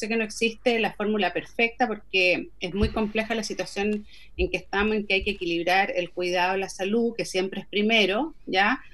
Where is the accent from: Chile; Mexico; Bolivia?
Chile; No solamente somos los chilenos en general